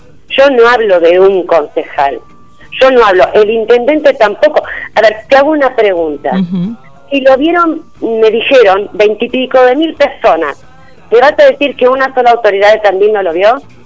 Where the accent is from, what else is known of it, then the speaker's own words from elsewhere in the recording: Corrientes, Argentina; ¿Pero qué tiene que ver que sea correntino?